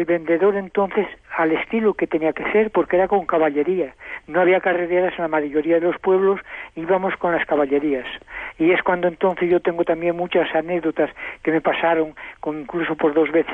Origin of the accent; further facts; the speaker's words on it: Codesal, Castile and León, Spain; Yo soy de un pueblo de Zamora que se llama Codesal, una villa pequeña. Allí nací y allí me he criado.